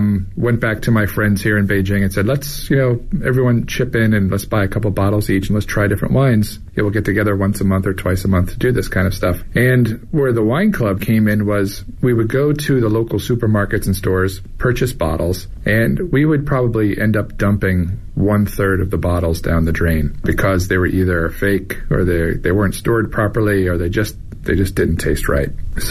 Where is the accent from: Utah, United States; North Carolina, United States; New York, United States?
New York, United States; now in China; I am from New York originally, and I've been in Asia for 25 years